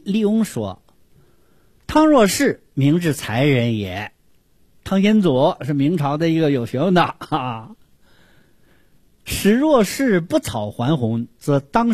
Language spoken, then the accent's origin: Chinese; China; 我怕我们中国人讲不出来，是吧？